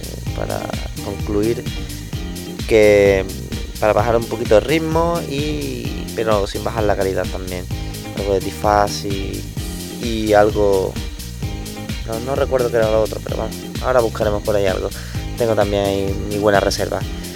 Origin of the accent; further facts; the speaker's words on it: Seville, Andalusia, Spain; como buenos sevillanos que somos